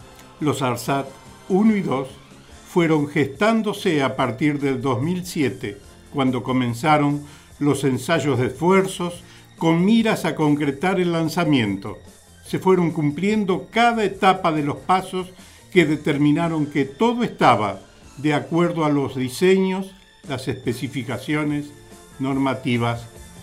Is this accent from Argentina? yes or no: yes; Argentina; Como argentinos, debemos estar orgullosos de estos científicos